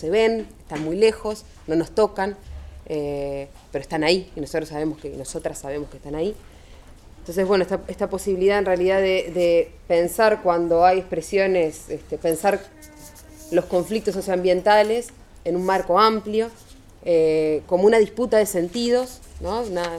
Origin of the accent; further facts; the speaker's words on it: Montevideo, Uruguay; yo soy de Uruguay, de Montevideo concretamente